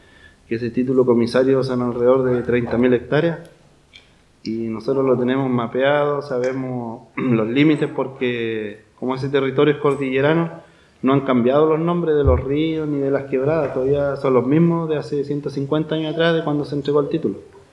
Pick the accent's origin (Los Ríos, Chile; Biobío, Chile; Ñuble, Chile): Los Ríos, Chile; Pilcahuín; yo vengo del Lofpi Pilcahuín, que queda acá a más o menos 25 kilómetros a la costa de la Unión. Somos una comunidad formada en base a una familia, igual familias ancestrales de allá del territorio